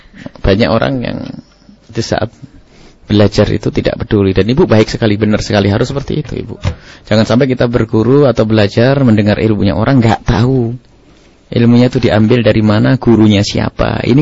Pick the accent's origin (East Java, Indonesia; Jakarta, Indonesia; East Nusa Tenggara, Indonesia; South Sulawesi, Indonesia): East Java, Indonesia; Kolomayan; Kita ini jadi kami dari Sweden Kolomayan. Waktu itu masih serengat ikut Wonodadi kemudian Blitar, Jawa Timur, Indonesia.